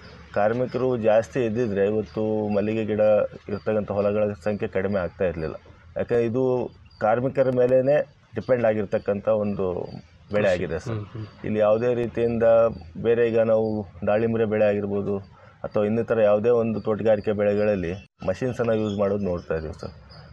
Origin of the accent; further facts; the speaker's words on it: Huvina Hadagali, Karnataka, India; Sir, ನಮ್ಮ ಸ್ವಂತ ಊರು ಹೂವಿನ ಹಡಗಲಿ ಸರ್.